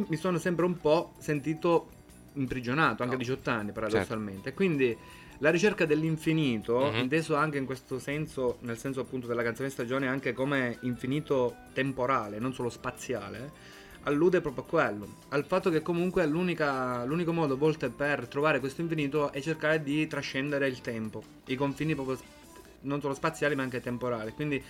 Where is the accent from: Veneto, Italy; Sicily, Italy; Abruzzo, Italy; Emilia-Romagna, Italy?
Sicily, Italy; Castelvetrano; born there; now in Genoa, Italy; E in Sicilia sono nato nella provincia di Trapani, nella ridente cittadina di Castelvetrano, in provincia di Trapani, a 10 km dall'acropoli di Selinunte